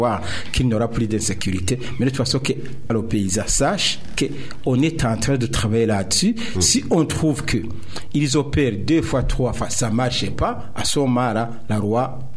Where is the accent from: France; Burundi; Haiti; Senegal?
Burundi; Mais d'abord, notons que je suis burundais.